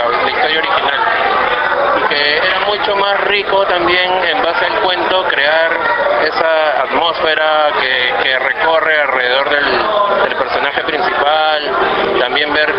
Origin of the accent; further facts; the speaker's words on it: Lima, Peru; yo soy del barrio de Matute, de La Victoria, y vivía muy de cerca todos los acontecimientos